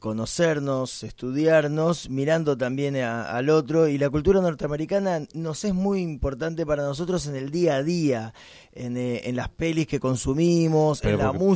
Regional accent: Buenos Aires, Argentina; Nosotros nos crecimos acá en el Abasto, fuimos vecinos toda la vida, nos conocemos

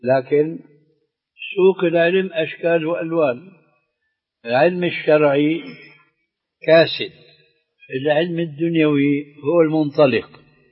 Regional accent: Syria; لكن كما يقولون عندنا في الشام بدها زكتاء

